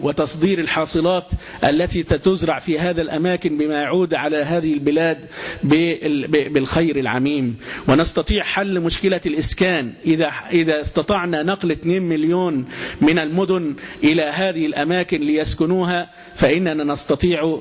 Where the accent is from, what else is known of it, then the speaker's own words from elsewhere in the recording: Egypt; مع حدودنا مع ليبيا عند السلوم